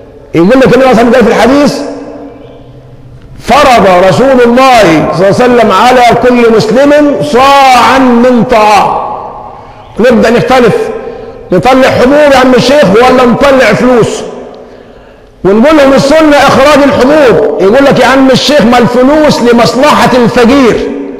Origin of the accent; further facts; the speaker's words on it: Egypt; ونحن كمصريين على المستوى العام عندنا عاطفة دياشة، وكأهل بلد عندنا عاطفة مع السذاجة.